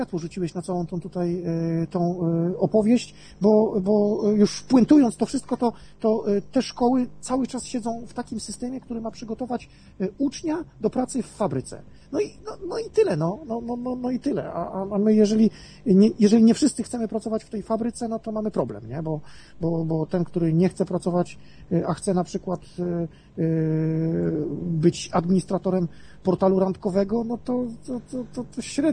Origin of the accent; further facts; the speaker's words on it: Grudziądz, Kuyavian-Pomeranian Voivodeship, Poland; now in Kalisz, Poland; Jestem z Grudziądza. Teraz mieszkam w Kaliszu, pochodzę z Grudziądza